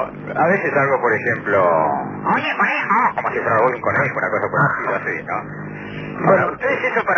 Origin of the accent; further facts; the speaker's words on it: Galicia, Spain; Yo soy gallego, hombre de Galicia